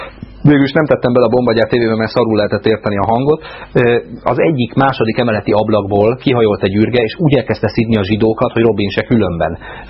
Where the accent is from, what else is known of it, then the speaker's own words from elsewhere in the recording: Budapest, Hungary; azokkal, akik tényleg 13. kerületiek. Jó? Mert az egy, hát most már nem munkás kerület, de mi még abban nőttünk föl